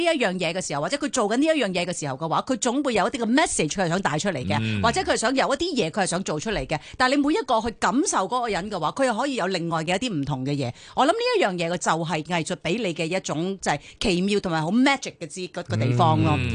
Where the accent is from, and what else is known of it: Hong Kong